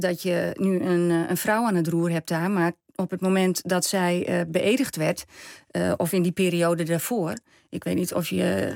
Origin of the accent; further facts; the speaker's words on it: Netherlands; born there; Dus ik ben in Nederland geboren.